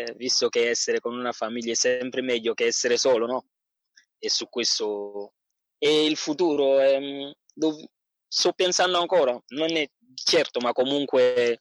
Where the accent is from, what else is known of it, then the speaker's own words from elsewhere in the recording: Cameroon; Italian is a second language; now in Salerno, Italy; Allora, vengo dal Camerun